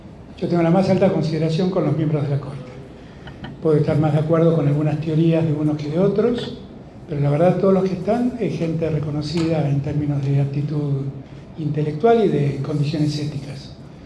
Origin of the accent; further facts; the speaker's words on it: Buenos Aires, Argentina; Cuando yo voy al interior, soy un porteño.